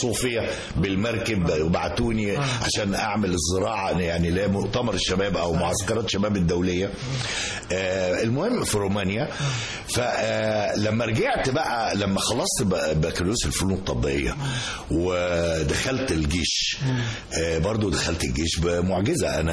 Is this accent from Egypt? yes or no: yes; Asyut, Asyut Governorate, Egypt; يعني انا من اسيوط